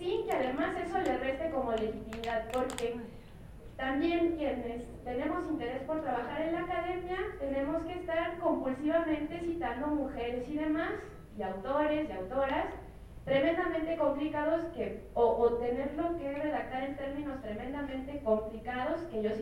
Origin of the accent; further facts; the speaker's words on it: Querétaro, Mexico; habemos mujeres feministas que trabajamos en provincia, yo soy de Querétaro